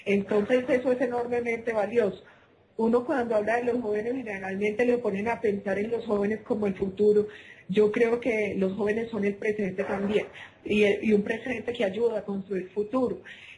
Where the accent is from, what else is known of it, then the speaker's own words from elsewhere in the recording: Medellín, Antioquia, Colombia; born there; yo nací en Medellín